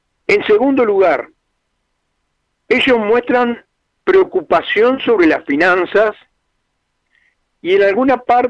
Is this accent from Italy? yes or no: no; Uruguay; Somos todos los uruguayos y uruguayas.